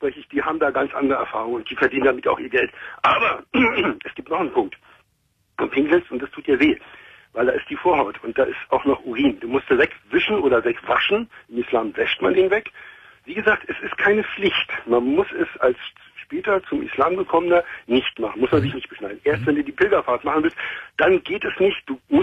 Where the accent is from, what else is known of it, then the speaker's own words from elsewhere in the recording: Berlin, Germany; Ich komme da aus Neukölln.